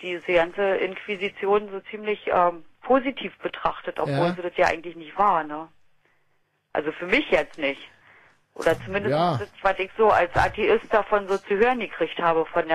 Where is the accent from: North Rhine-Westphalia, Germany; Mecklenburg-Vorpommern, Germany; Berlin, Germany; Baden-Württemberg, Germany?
Berlin, Germany; now in Heligoland, Germany; Ich 500 Meter vom Fernsehturm gewohnt und dann gleich so weit weggezogen.